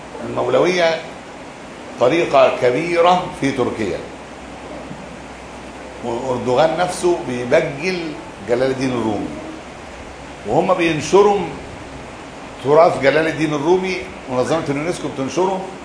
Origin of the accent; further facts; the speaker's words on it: Egypt; احنا عندنا، انا ما شفتهاش عندنا في مصر